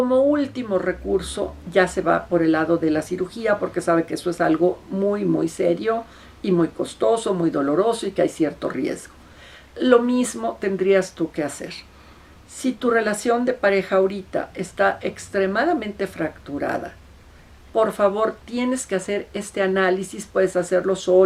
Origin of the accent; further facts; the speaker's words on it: Mexico City, Mexico; ya no nada más aquí en mi ciudad natal que es la Ciudad de México